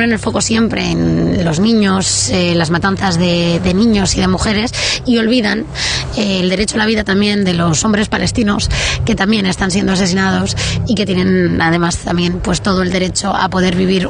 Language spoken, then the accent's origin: Spanish; Madrid, Community of Madrid, Spain; now in Mallorca, Spain; soy madrileña, ahora mismo viviendo en Mallorca